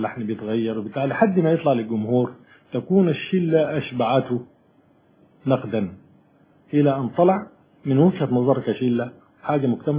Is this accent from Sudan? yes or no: yes; Sudan; احنا عندنا في السودان نفس الصورة